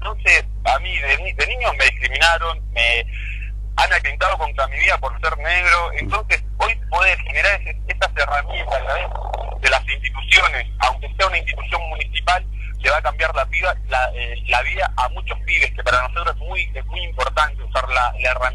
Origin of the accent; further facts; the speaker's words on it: Argentina; Nosotros somos argentinos